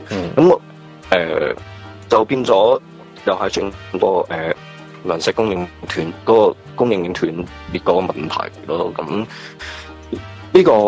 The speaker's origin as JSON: {"language": "Cantonese", "country": "Hong Kong", "said": "即系对于我哋香港人嗰个健康系相当之重要"}